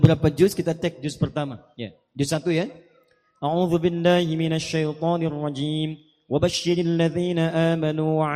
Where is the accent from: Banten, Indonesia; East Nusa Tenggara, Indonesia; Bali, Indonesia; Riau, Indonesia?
Banten, Indonesia; Pandeglang; born there; saya lahir juga di Pandeglang. Ibu saya dari Menes. Dan keluarga besar kami juga dari Menes.